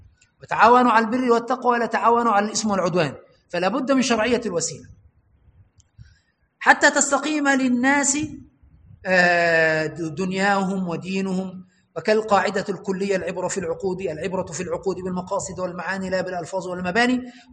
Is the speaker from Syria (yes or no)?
no; Egypt; كما حدث عندنا في مصر بأخذ المذهب